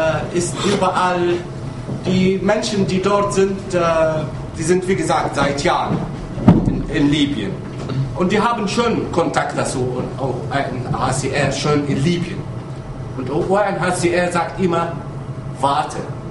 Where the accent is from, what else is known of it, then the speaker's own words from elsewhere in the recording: Tunisia; German is a second language; als Afrika-Europäer Akt oder von mich selber als Tunesier.